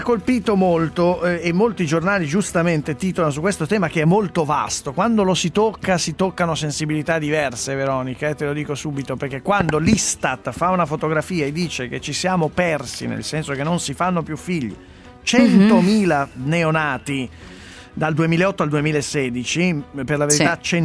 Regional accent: Milan, Lombardy, Italy; Sei abituato perché stai dicendo perché sono di Milano?

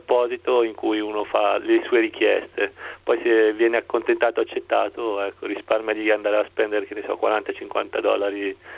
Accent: Milan, Lombardy, Italy; mi ha fatto un po' sentire a Milano, perché sono di Milano.

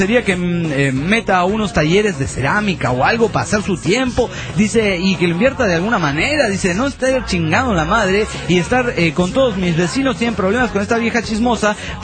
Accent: Zapopan, Jalisco, Mexico; de Zapopan

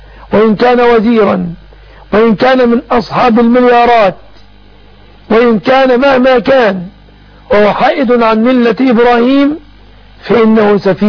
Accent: Egypt; وحفظ بلادنا مصر آمنة مطمئنة وسائر بلاد

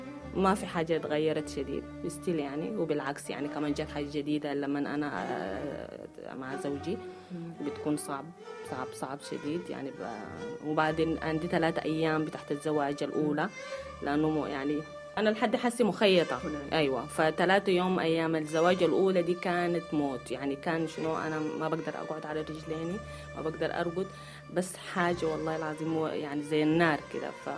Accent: Sudan; أنا من السودان.

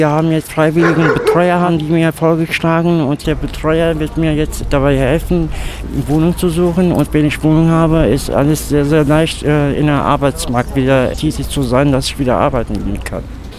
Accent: Frankfurt, Hesse, Germany; now in Dortmund, Germany; Ich bin zwar türkisch, meine Eltern, ne, sind moderne Türken, aber mehr deutsch. Ich bin aus Frankfurt, ne, und bin nach Dortmund gekommen.

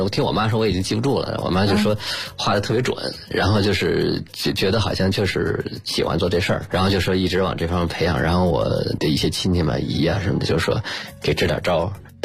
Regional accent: Beijing, China; born there; 我出生在大学老师家、就在北方，现在叫北京交通大学，当时叫北方交通大学。

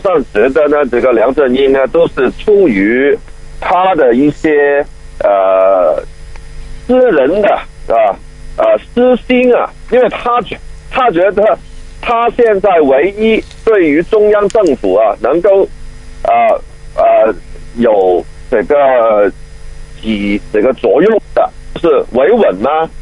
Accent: Hong Kong; 就着香港人我们这个特区里头啊对法治的理解

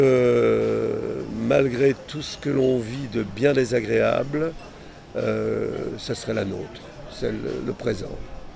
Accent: Pays de la Loire, France; je suis originaire de la Mayenne

